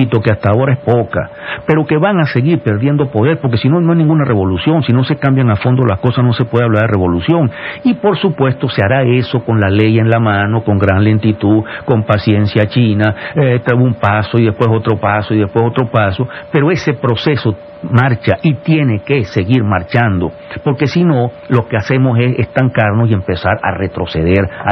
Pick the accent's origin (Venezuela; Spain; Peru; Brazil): Venezuela; Entonces, sí, todos somos venezolanos, claro que somos venezolanos